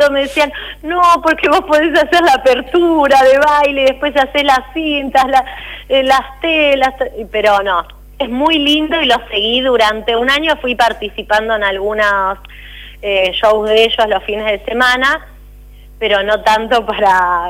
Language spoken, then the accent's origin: Spanish; Máximo Paz, Argentina; volvieron a mi pueblo, a Máximo Paz